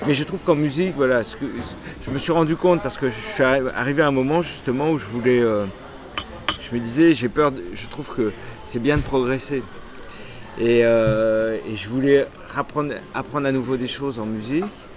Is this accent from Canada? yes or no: no; Bastia, Corsica, France; born there; Je suis né en Corse.